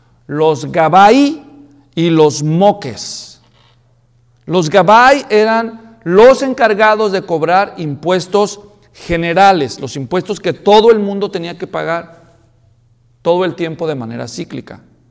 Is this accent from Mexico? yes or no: yes; Mexico; Sin ofender a los mexicanos, yo también soy mexicano.